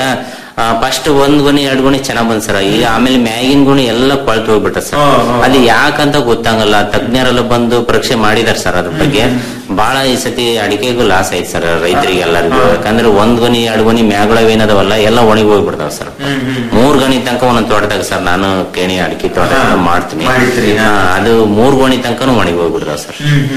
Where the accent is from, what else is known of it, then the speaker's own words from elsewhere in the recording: Karnataka, India; ನಮ್ಮೂರಲ್ಲಿ ದಾವಣಗೆರೆ ತಾಲೂಕು ಲಾಸ್ಟ್ ಊರ ಸರ್ ನಮ್ದು.